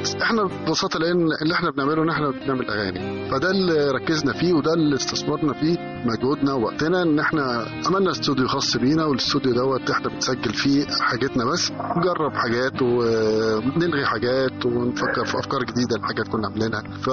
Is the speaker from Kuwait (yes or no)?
no; Alexandria, Alexandria Governorate, Egypt; هو إحنا فعلا اسكندرانية، وكلنا يعني اتجمعنا قبل 2005 بسنين طويلة كمان